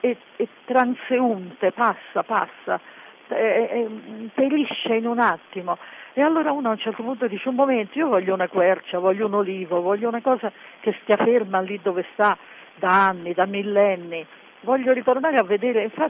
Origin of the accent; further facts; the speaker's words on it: Delia, Sicily, Italy; Noi veniamo da Delia, che è un paesino nel centro della Sicilia, in montagna